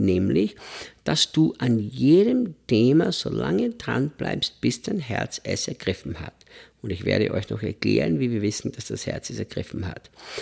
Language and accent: German; Austria; Ich als Österreicher, als Europäer, wir sind ja Leute, die es kaum gelernt haben, in Stille zu leben